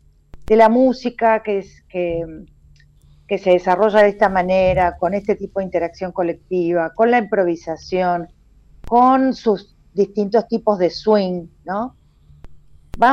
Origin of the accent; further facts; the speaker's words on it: Argentina; esto de que nosotros argentines a veces nos creemos que tenemos una cierta excepcionalidad, pero en realidad somos muy latinoamericanos en muchas cosas.